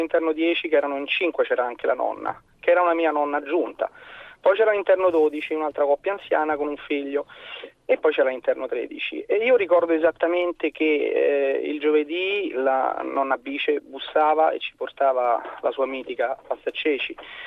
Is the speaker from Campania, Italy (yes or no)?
no; Rome, Lazio, Italy; Io sono di Roma